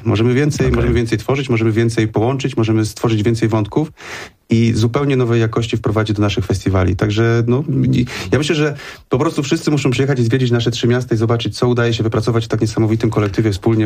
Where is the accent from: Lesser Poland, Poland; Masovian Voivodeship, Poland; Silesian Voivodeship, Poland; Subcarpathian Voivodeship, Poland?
Subcarpathian Voivodeship, Poland; Rzeszów; ja jestem z Rzeszowa